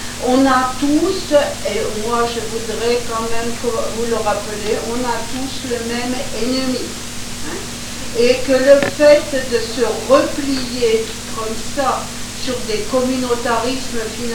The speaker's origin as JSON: {"language": "French", "region": "Hauts-de-France", "country": "France", "also_born_or_lived": "Belgium", "said": "je suis ni occitane, ni marseillaise, ni... Enfin, je suis du Nord, et en plus issue de familles mixtes, dans le sens breton, normand, chrétien, juif, je suis née en Belgique"}